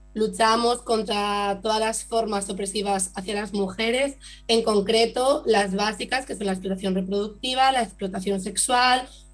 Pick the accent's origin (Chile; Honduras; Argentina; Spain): Spain; Asturias; porque siendo nosotras asturianas, que algunas de nosotras